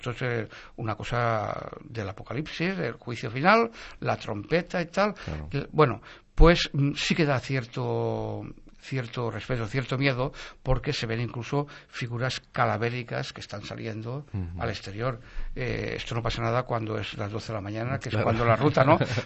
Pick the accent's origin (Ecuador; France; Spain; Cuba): Spain; Valencia, Valencian Community; born there; la historia del barrio Carmen, que es la historia donde el del barrio donde yo nací.